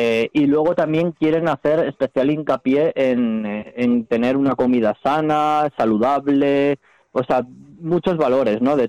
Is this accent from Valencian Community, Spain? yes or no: yes; Valencia, Valencian Community, Spain; que son de Valencia, sí, como dices, de mi tierra